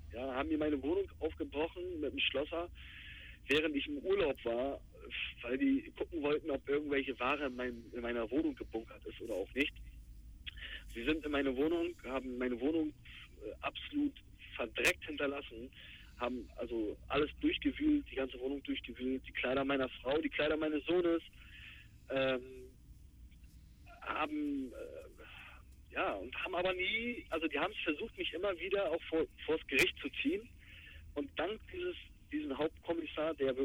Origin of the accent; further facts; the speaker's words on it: Bremerhaven, Bremen, Germany; born there; Ich bin gebürtiger Bremerhavener, ich habe einen deutschen Pass